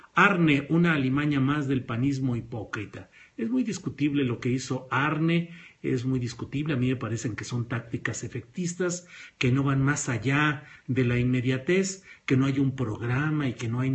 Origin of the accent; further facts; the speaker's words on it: La Laguna, Mexico; born there; es en La Laguna, mi tierra de nacimiento, a la que siempre recuerdo con afecto